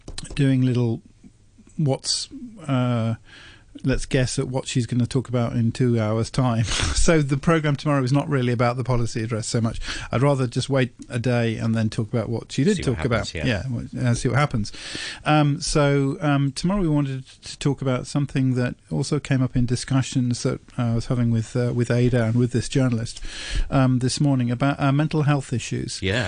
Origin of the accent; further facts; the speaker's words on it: England, United Kingdom; Yeah, as an English person, I enjoyed that.